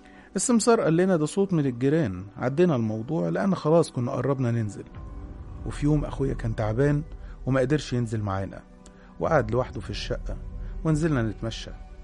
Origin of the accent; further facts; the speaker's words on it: Cairo, Cairo Governorate, Egypt; انا عندي 21 سنة، انا من القاهرة،